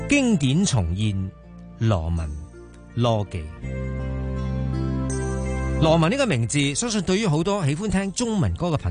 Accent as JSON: {"language": "Cantonese", "country": "Hong Kong"}